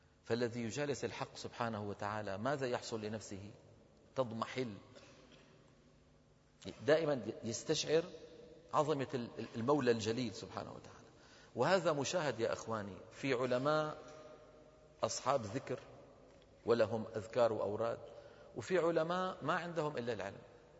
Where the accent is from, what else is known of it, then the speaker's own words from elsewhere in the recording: Damascus, Damascus Governorate, Syria; بزمانه عندنا في دمشق